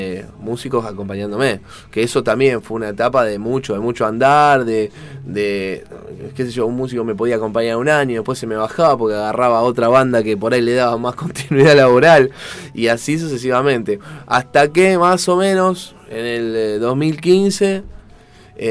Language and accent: Spanish; Avellaneda, Buenos Aires Province, Argentina; soy de Avellaneda, zona sur.